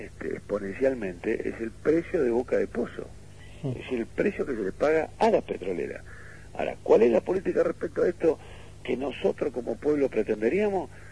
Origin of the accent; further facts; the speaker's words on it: Argentina; habrá que rediscutir nosotros como argentinos.